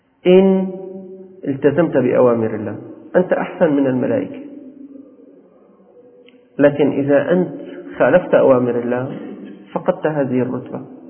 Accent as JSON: {"language": "Arabic", "town": "Damascus", "region": "Damascus Governorate", "country": "Syria", "said": "أنا أخبركم أكثركم ليس من أهل الشام، نحن والأساتذة من أهل الشام."}